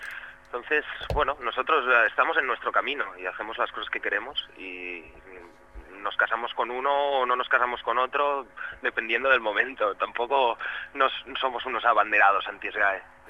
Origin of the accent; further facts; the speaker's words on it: Catalonia, Spain; Oye, somos catalanes, pero oye, no pasa nada, ¿no?